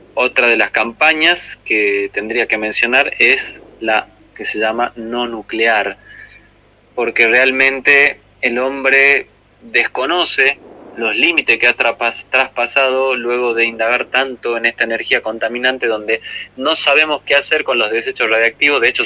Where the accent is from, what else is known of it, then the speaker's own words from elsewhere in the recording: Tucumán, Argentina; now in Córdoba, Argentina; aquí desde la provincia de Córdoba, aunque soy tucumano